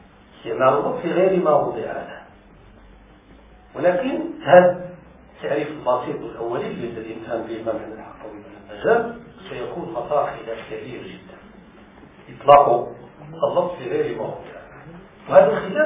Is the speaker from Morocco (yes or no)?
yes; Morocco; لأن أنت مغربي وأنا مغربي